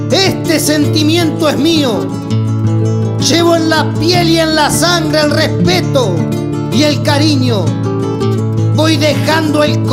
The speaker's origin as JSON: {"language": "Spanish", "region": "Entre Ríos", "country": "Argentina", "tie": "born or raised there", "also_born_or_lived": "Santiago del Estero", "said": "Soy santiagueño, señores, pero me crié en Entre Ríos y aquí estoy para lo que gusten."}